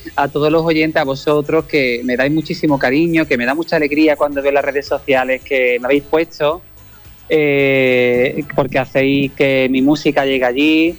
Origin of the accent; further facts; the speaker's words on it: Andalusia, Spain; De Andalucía, qué tierra, es mi tierra.